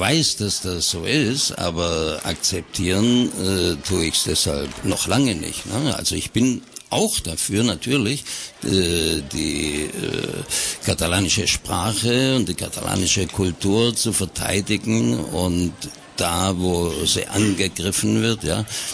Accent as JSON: {"language": "German", "country": "Germany", "said": "Und weil es im Reisepass drinsteht, musst du dann halt sagen, ich bin Deutscher."}